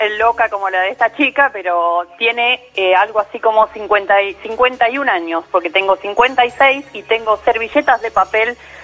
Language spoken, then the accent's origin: Spanish; Uruguay; moved away; yo soy uruguaya, esta colección la inicié en Uruguay y me la traje cuando me mudé.